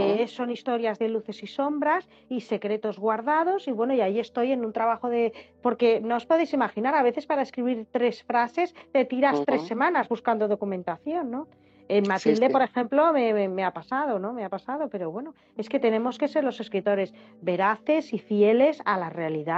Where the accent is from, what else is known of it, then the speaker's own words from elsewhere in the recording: Germany; yo soy alemana, tengo un apellido un poco complicado